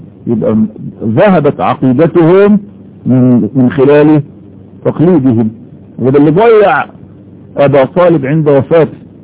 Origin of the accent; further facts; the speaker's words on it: Egypt; واقول على الاقل في بلدنا مصر